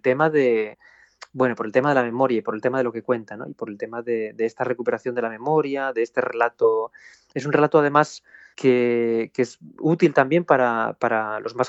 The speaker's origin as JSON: {"language": "Spanish", "town": "Blimea", "region": "Asturias", "country": "Spain", "tie": "born there", "said": "esos mineros que hablaban los pueblos como Blimea, que es donde yo nací, o los pueblos de las comarcas del Nalón y del Caudal en Asturias"}